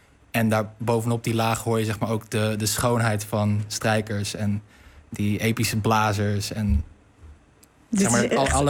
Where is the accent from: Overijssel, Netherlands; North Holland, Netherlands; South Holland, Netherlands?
South Holland, Netherlands; Rotterdam; Lang geleden. Ik ben Rotterdammer